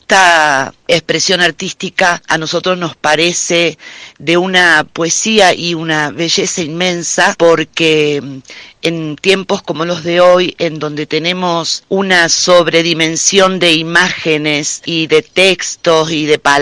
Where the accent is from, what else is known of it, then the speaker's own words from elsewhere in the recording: Rosario, Santa Fe, Argentina; now in Cosquín, Argentina; soy rosarina, pero estoy viviendo hace 4 años en Cosquín